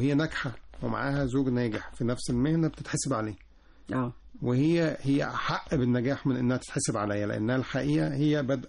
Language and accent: Arabic; Birket el Sab, Monufia Governorate, Egypt; أنا من المنوفية.